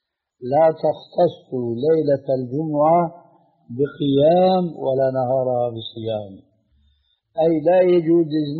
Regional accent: Syria; لكن نقرأ هكذا كما كانوا يقولون عندنا في الشام

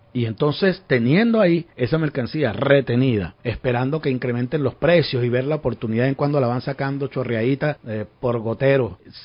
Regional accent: Venezuela; si somos dueños los venezolanos del petróleo, las divisas son de los venezolanos

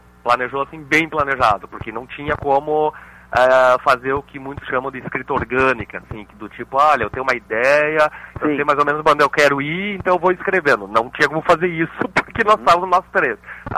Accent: Santa Maria, Rio Grande do Sul, Brazil; Nós três somos de Santa Maria.

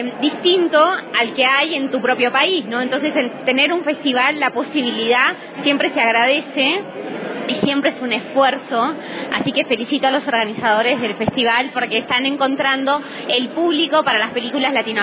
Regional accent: Argentina; soy productora argentina

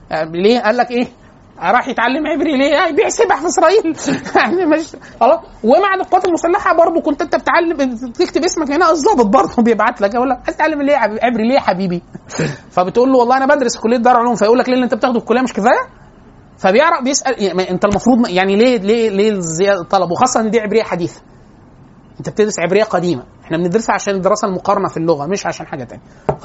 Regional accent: Cairo, Cairo Governorate, Egypt; احنا انا وانت من القاهره القاهري يعرف حاجه اسمها قف

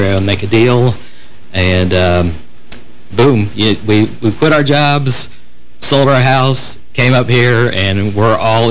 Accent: Florida, United States; I'm from Central Florida.

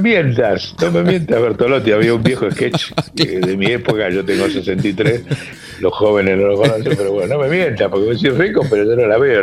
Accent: Argentina; Segundo tema en que nos tenemos que formar como argentinos.

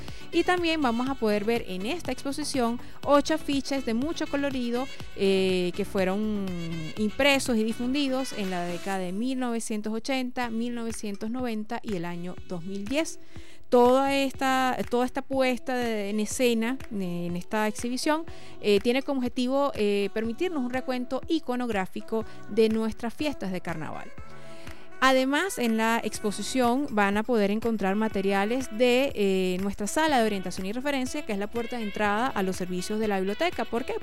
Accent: Venezuela; lo que somos como venezolanos

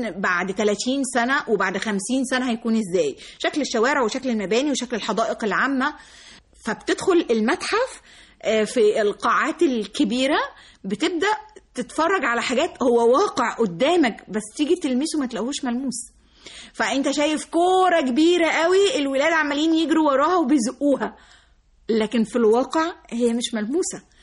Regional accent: Egypt; مش انا بس، لا احنا كلنا كمصريين او كعرب عندنا حتة المشاعر تطغى علينا.

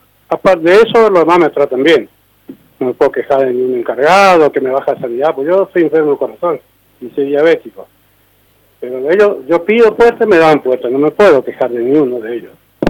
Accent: Misiones, Argentina; le digo yo, porque yo soy de Misiones, voy a Brasil. voy porque yo soy camionero.

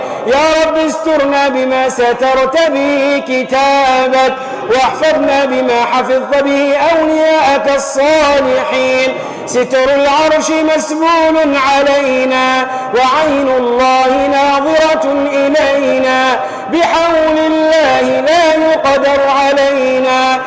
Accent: Tunisia; احفظ بلدنا تونس من الفتن والمحن ما ظهر منها وما بطن.

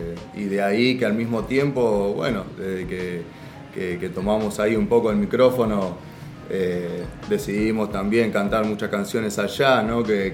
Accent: Lanús, Buenos Aires Province, Argentina; Yo soy de Lanús.

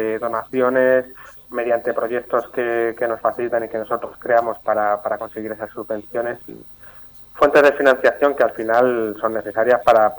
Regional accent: Talavera de la Reina, Castilla-La Mancha, Spain; now in Toledo, Spain; Talaverano de pro, y yo vivo en Toledo, pero no soy toledano.

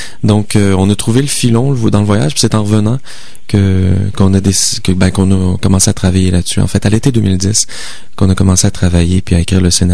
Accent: Quebec City, Quebec, Canada; On vient de Québec, mais là, en fait, moi, je viens de Québec, lui vient de Lyon. On s'est rencontrés à Montréal.

